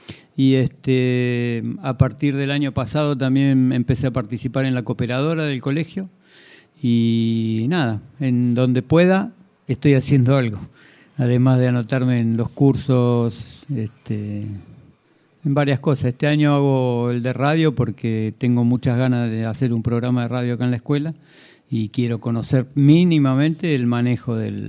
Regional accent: Cuba; yo vengo de Cuba, chico, y en Cuba nosotros no tenemos nada, todo lo atamos con alambre.

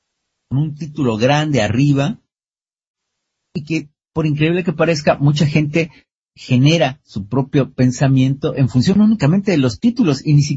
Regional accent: Mexico; nosotros mismos como mexicanos no nos damos cuenta de muchas cosas que están sucediendo en México

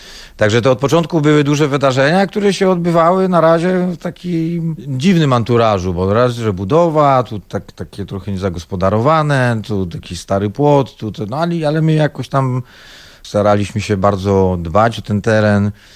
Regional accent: Silesian Voivodeship, Poland; no my jako Ślązacy z krwi i kości

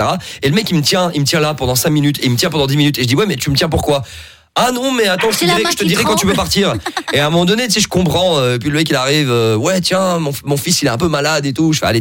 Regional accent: Morocco; oui, je suis marocain, mais je parle pas arabe.

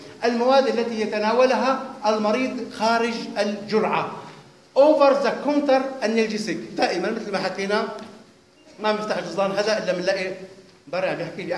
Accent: Homs Governorate, Syria; خاصة عندنا بسوريا هون بحمص مثلا بيتعرض للتسمم

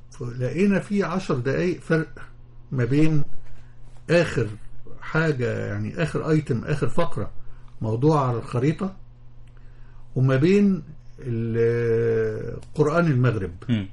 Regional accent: Damanhur, Beheira, Egypt; now in Cairo, Egypt; انا اصلا من دمنهور انا مش قاهري

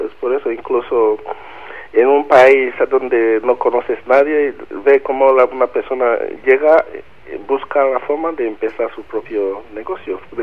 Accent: Nigeria; now in London, United Kingdom; Soy de Nigeria.

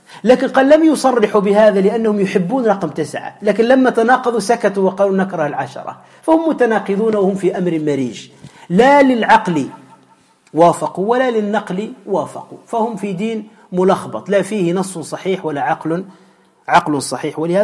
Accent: Tunisia; وعندنا في تونس موجودون

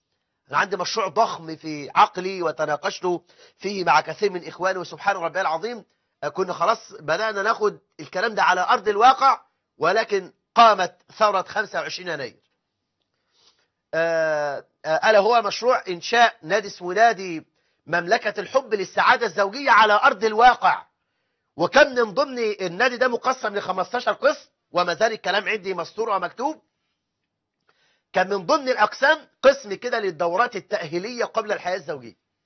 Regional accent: Egypt; ما احنا عندنا في مصر 9 مليون امرأة مطلقة

